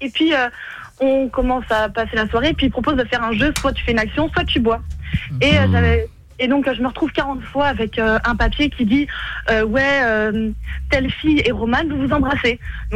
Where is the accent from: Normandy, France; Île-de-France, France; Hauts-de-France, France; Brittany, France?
Île-de-France, France; Gif-sur-Yvette; Gif-sur-Yvette, c'est dans le 91.